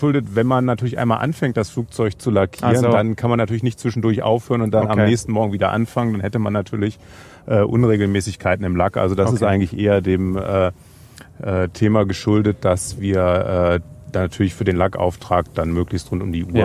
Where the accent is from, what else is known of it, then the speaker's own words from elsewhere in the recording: Braunschweig, Lower Saxony, Germany; Ich komme aus Braunschweig, da hat man ja dankenswerterweise relativ viele Luftfahrtthemen angesichts von DLR, der Uni, der BFU.